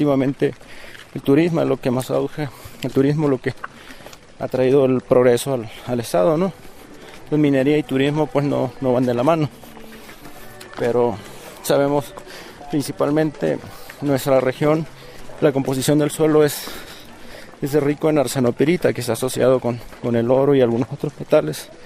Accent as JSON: {"language": "Spanish", "region": "Baja California Sur", "country": "Mexico", "said": "vengo de Baja California Sur."}